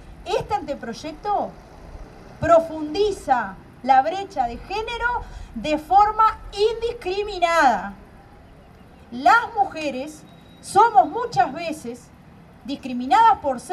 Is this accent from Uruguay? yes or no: yes; Uruguay; acá lo que manejan las cosas no somos los uruguayos y las uruguayas